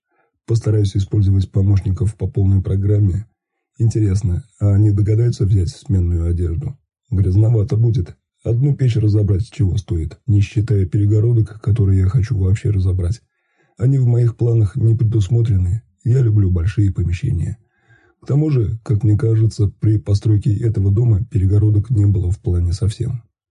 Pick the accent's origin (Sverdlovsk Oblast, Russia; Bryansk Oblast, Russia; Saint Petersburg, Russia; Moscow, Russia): Bryansk Oblast, Russia; Bryansk; я вообще из Брянска, ко мне претензий нет.